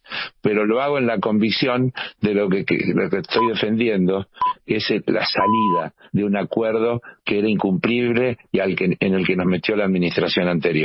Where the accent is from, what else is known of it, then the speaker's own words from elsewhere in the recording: Argentina; Los que estamos ofendidos, en todo caso, somos los argentinos y las argentinas